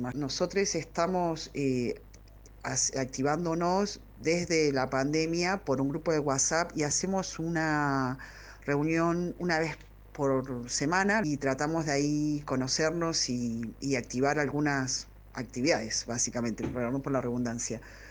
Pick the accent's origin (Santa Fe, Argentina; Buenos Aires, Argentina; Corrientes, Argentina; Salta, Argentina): Buenos Aires, Argentina; somos personas porteñas, habituadas a estar fuera del closet y a vivir una vida prácticamente normal con nuestras sexualidades en Buenos Aires.